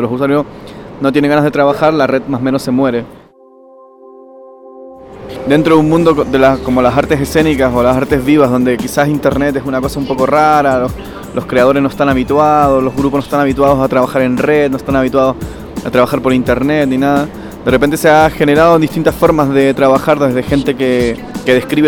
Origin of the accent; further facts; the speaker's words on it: Barcelona, Catalonia, Spain; vengo de Barcelona